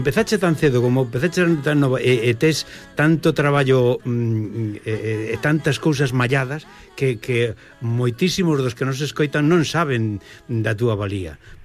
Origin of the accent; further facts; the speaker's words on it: Galicia, Spain; amar un pouco máis a nosa o noso ser como galegos